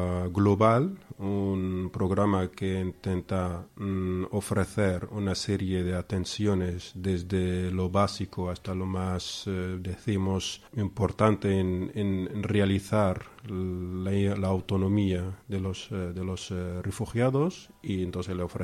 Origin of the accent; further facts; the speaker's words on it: Beni Mellal, Béni Mellal-Khénifra, Morocco; now in Spain; Yo vivía en Marruecos, en una ciudad que está entre Fez y Marrakech, que se llama Benimalal. Es una ciudad montañosa, una ciudad muy bonita, y es una ciudad tipo Córdoba.